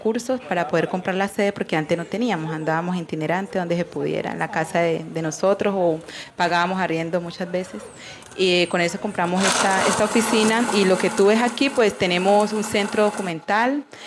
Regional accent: Buenaventura, Valle del Cauca, Colombia; la gente que somos del Pacífico, que somos de Buenaventura, sabemos que Buenaventura es la capital del Pacífico

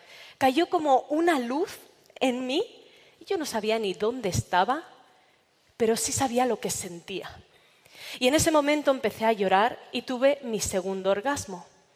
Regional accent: Barcelona, Catalonia, Spain; yo me acababa de mudar a Madrid, y en uno de estos viajes precarios que se hacen en coches compartidos de Madrid a Barcelona, mi tierra natal

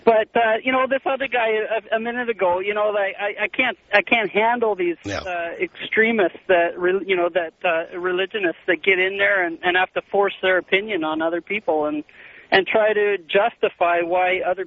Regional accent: Canada; I'm from Canada here

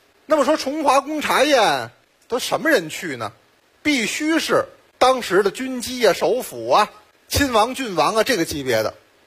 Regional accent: Beijing, China; 其实不光是皇上，咱们北京人最爱喝茶。

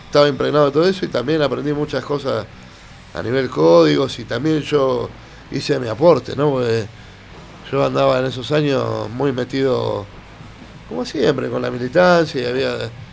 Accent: Buenos Aires, Argentina; yo me crié de adolescente en Plaza de Mayo. Y después fui padre y me empecé a mudar, viví en Barracas. Y terminé viviendo ahí en Crucecita

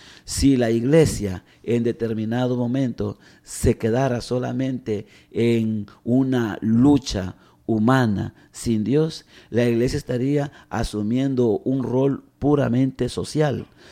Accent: El Salvador; En mi caso como salvadoreño, un sacerdote que se identificara con los campesinos

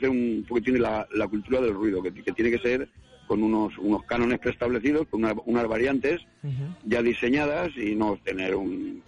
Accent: Alicante, Valencian Community, Spain; Somos de Alicante Capital

